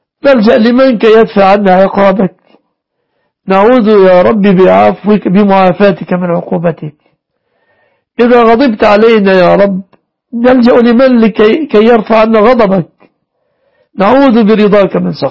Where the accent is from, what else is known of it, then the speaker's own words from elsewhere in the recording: Egypt; احفظ بلادنا مصر وسائر بلاد المسلمين